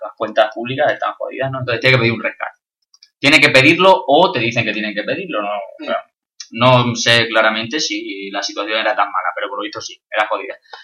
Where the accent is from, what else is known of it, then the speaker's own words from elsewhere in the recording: Extremadura, Spain; aquí nos acusan a los extremeños de ser la España profunda, los tontos, los paletos.